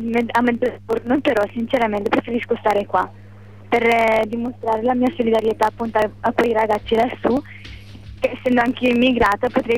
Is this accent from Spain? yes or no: no; Morocco; now in Italy; Dal Marocco.